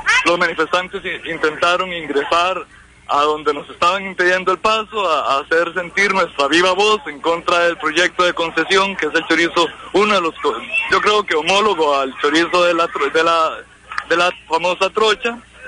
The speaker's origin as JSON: {"language": "Spanish", "country": "Costa Rica", "said": "Y soy un costarricense que no se siente pico frente a estas circunstancias."}